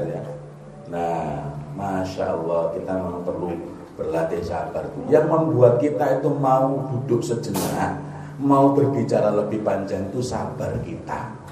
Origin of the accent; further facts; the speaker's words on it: Jombang, East Java, Indonesia; Saya dari Jombang ya, tahu Jombang ya, banyak orang antik dari sana.